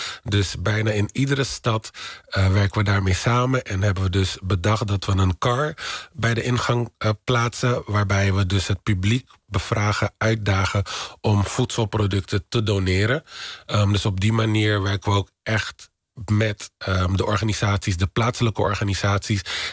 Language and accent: Dutch; Netherlands; Ik weet waar ik vandaan kom. We hebben een hele rijke Afrikaanse geschiedenis. In Nederland opgegroeid in armoede.